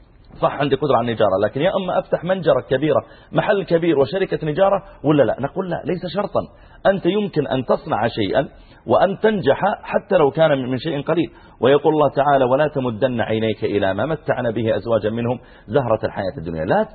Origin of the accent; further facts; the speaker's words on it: Saudi Arabia; وهو ايضا احنا نحمد الله تعالى عندنا في السعوديه تعليم بالمجان